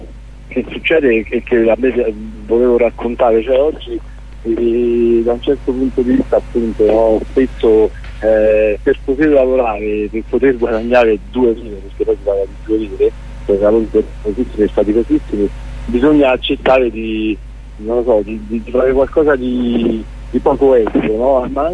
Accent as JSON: {"language": "Italian", "region": "Abruzzo", "country": "Italy", "said": "sono abruzzese e conosco bene la realtà abruzzese"}